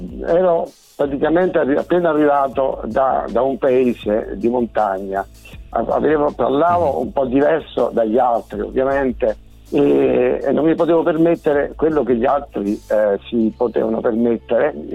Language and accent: Italian; Apulia, Italy; born there; Sì sì, sono nato in Puglia.